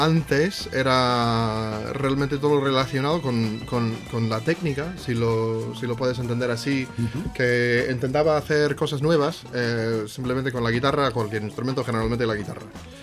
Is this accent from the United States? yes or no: yes; United States; Spanish is a second language; soy de Estados Unidos. Pero claro, como todos somos parte, o sea, bueno, partes de. Bueno, yo soy partes europeas asambladas en Estados Unidos. Entonces. De herencia, bueno, o sea, irlandés